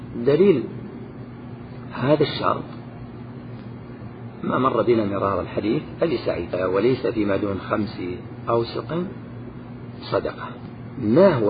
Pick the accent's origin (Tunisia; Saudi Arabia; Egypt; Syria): Saudi Arabia; Najd; مثلا الصاع عندنا في نجد يزيد على صاع